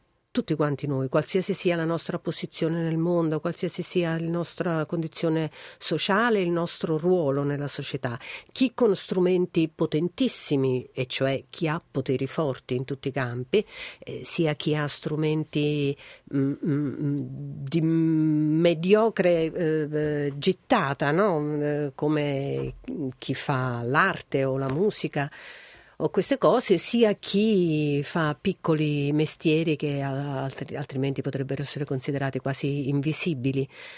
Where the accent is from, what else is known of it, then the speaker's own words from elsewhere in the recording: Naples, Campania, Italy; io sono una donna napoletana, sono una donna meridionale del sud, amo la mia terra